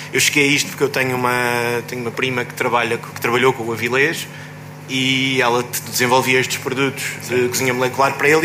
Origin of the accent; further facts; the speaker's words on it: Viseu, Portugal; Eu sou de Viseu, claramente é uma situação semelhante